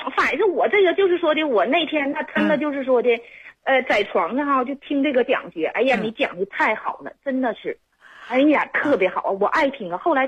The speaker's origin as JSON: {"language": "Chinese", "town": "Shenyang", "region": "Liaoning", "country": "China", "said": "我是沈阳人。"}